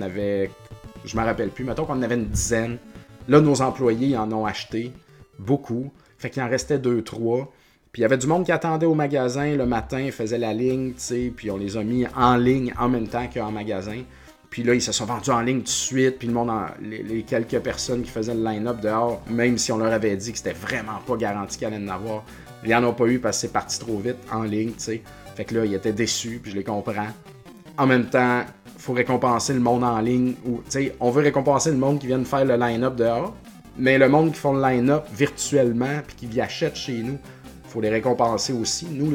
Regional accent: Quebec, Canada; je prends pour l'équipe québécoise, canadienne, de où je viens, tu sais, Montréal. Et puis, je viens de la Beauce

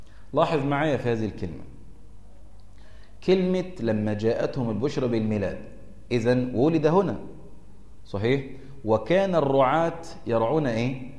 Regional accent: Egypt; الكنيسة الإنجيلية عندنا في مصر

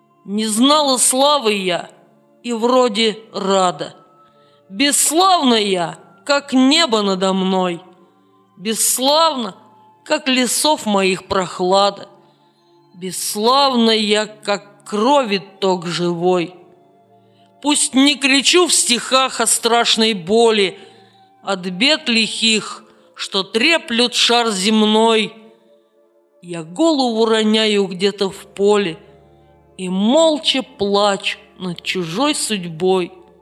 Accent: Saint Petersburg, Russia; С 1980 года я живу в моем родном городе Санкт-Петербурге.

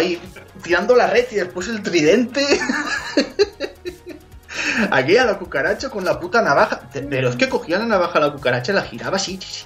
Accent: Valencian Community, Spain; yo como valenciano, 2 o 3 petardos

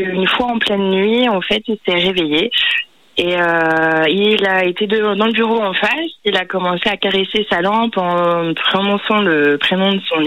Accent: Saint-Brieuc, Brittany, France; mais je ne suis pas de Bordeaux, je suis de Saint-Brieuc quand même.

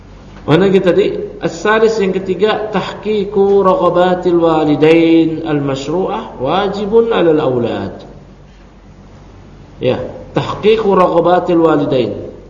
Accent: Jakarta, Indonesia; Walau saya lahir di Jakarta, kecil di Jakarta, tumbuh di Jakarta, ya.

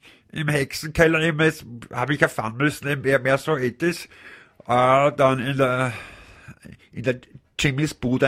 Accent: Leoben, Styria, Austria; Nein, ich bin ja aus Leoben.

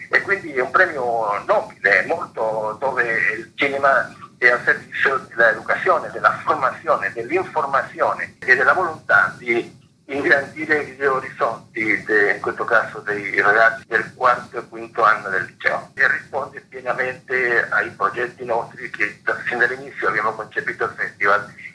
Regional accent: Chile; ciò che sta avvenendo oggi nel mio paese, visto che io sono un cileno, no?

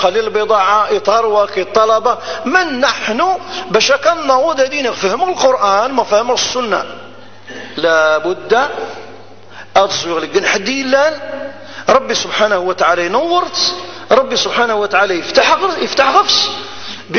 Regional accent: Ghardaïa Province, Algeria; أنا جزائري. فكل الجزائريين إخوان

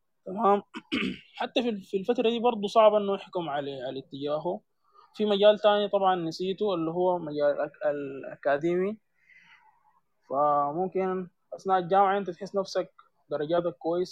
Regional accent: Sudan; المجال بتاع الاصهار المعماري حاليا عندنا في السودان ما كثير

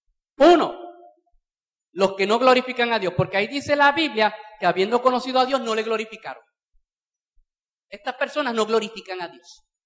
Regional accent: Bayamón, Puerto Rico; Yo no sé cómo ha sido por Arecibo, yo soy de Bayamón, aquello es un asador.

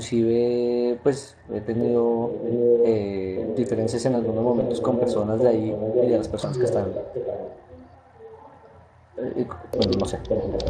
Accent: Colombia; ustedes saben que soy de Colombia, los que saben

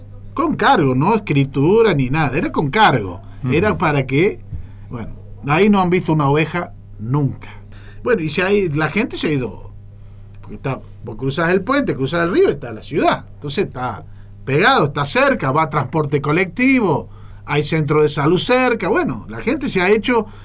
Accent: Córdoba, Argentina; El conejo, el castor y los cordobeses. Así nos cargaban allá cuando sintieron mi tonada.

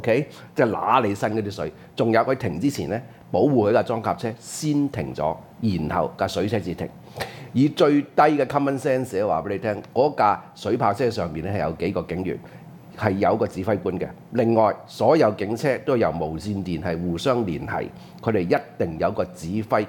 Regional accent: Hong Kong; 我哋香港人

